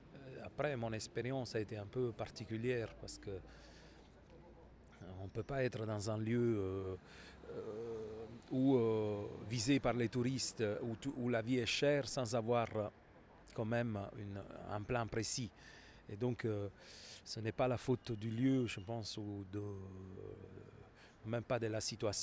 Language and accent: French; Naples, Campania, Italy; French is a second language; je l'ai vécu aussi chez moi à Naples, au sud de Naples